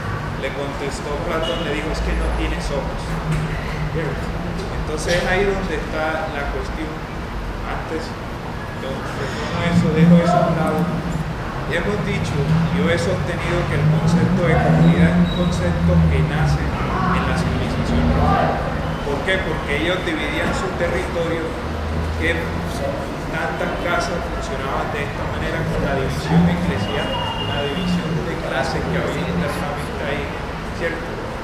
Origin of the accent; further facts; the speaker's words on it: Colombia; Y no es que yo me sienta español, porque en realidad no soy español, yo no nací en la nación española, yo soy colombiano.